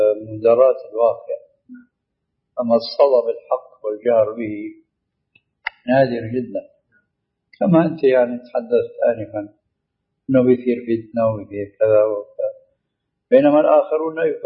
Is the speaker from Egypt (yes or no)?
no; Syria; هذا الدكتور البوطي اللي عندنا في سوريا كتب هذه العبارة في بعض ما نفاته.